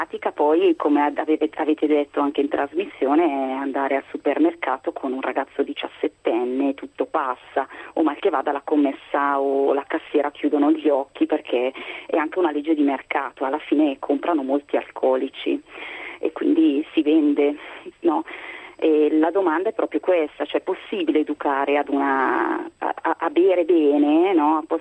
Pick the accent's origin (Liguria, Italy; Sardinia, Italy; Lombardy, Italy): Lombardy, Italy; che si usa almeno qui dalle mie parti, in Lombardia molto